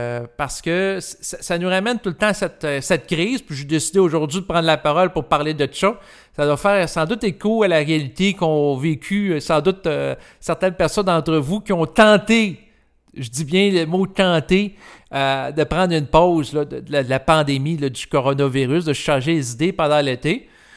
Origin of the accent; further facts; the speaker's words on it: Quebec, Canada; moi, j'ai l'impression, en tant que Québécois